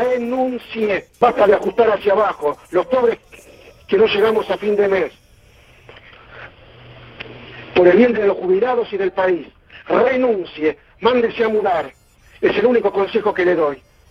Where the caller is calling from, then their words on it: Santos Lugares, Buenos Aires Province, Argentina; de Santos Lugares, igual que siempre.